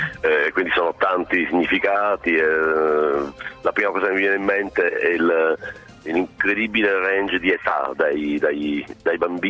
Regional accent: Sicily, Italy; Io, essendo siciliano, ho la notizia fresca delle navi dell'orrore

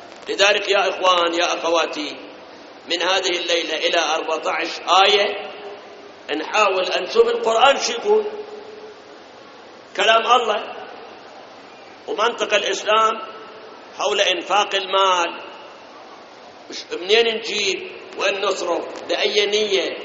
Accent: Iraq; الآن أي بنك من البنوك عندنا بالعراق وغير العراق ما يتعاطون بالربا؟

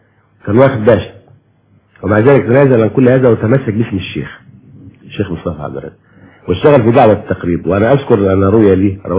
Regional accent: Egypt; واحنا يا مصريين كل المصريين محبين جدا لاهل البيت

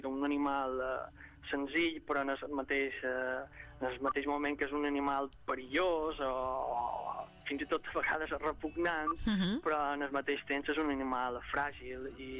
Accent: Balearic Islands, Spain; era el meu petit homenatge abans de l'autodestrucció de la meva illa.

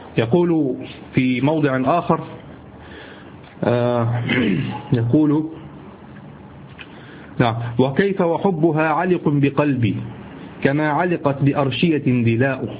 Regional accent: Egypt; عندنا في مصر

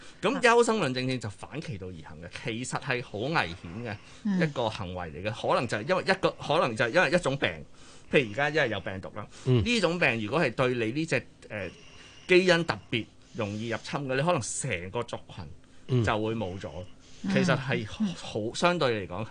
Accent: Fujian, China; 因為福建人周圍去啦，即係我是福建人，即係航海周圍去噶嘛

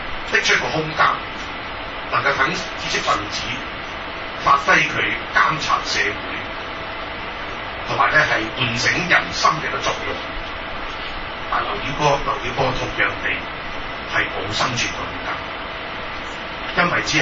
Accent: Hong Kong; 鼓勵我哋香港人話我哋

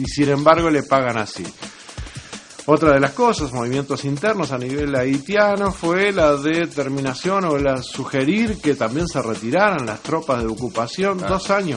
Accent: Uruguay; me duele como uruguayo

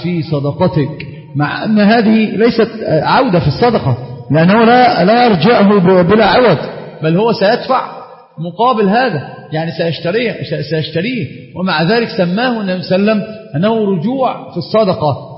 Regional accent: Egypt; طبعا هي مشهورة جدا عندنا في مصر في العامة

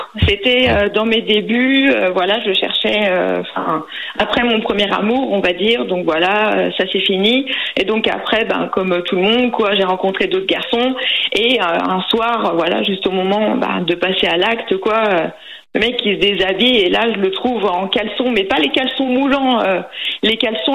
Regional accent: Nantes, Pays de la Loire, France; now in Vendée, France; Je tiens à préciser qu'à la base, je suis de Nantes.

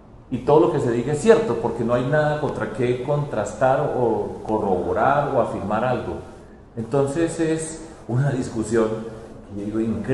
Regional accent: Medellín, Antioquia, Colombia; yo voy a trabajar por mi tierra. Yo ya fui alcalde de Medellín, no puedo creer más en Medellín porque no es posible.

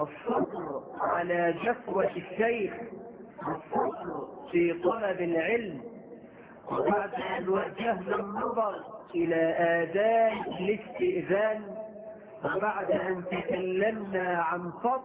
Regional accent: Egypt; بلدنا مصر

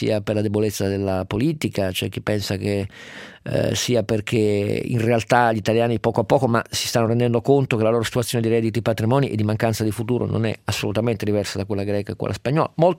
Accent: Turin, Piedmont, Italy; sono torinese, questa storia la conosco da un secolo

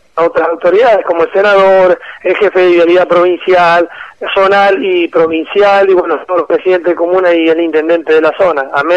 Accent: Argentina; lo han pensado como que somos argentinos y que nos merecemos estar conectados con el país

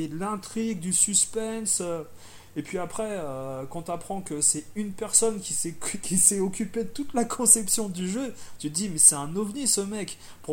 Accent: France; accent: French; je parle anglais couramment, il n'y a aucun problème, mais pour moi, je suis français à la base, et voilà, si tu veux, ça me dérange pas de parler avec un accent français

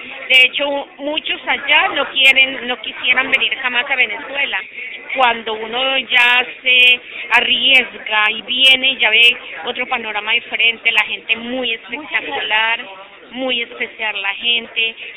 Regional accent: Caldas, Colombia; now in Chile; vengo desde el país de Colombia, país vecino, más exactamente el departamento de Caldas, Alto Oriente de Caldas.

